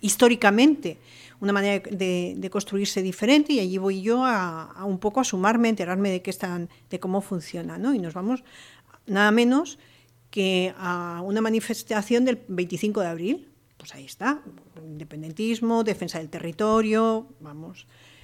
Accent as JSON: {"language": "Spanish", "town": "Madrid", "region": "Community of Madrid", "country": "Spain", "moved": "yes", "said": "Yo soy madrileña, llevo aquí muchísimos años"}